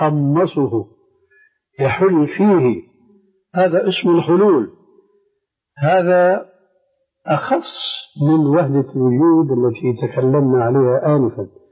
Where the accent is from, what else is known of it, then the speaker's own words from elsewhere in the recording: Syria; عندنا في سوريا العلويين والاسماعيليين.